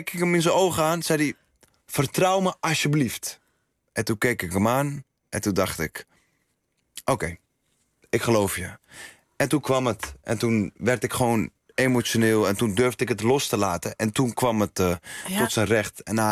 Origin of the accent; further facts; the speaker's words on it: Amsterdam, North Holland, Netherlands; Ik kom uit Amsterdam-Oost in de jaren 80. 87 ben ik geboren.